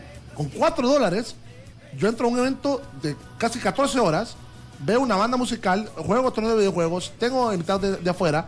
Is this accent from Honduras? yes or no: yes; Tegucigalpa, Francisco Morazán, Honduras; Sino que nosotros somos de Tegucigalpa y a puras cachas podemos hacer